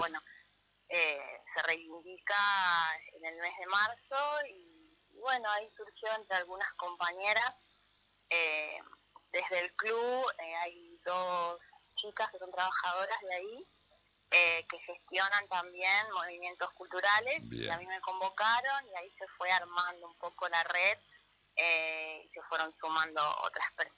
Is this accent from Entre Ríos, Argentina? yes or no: yes; Concordia, Entre Ríos, Argentina; Yo soy de Concordia, pero estuve mucho tiempo afuera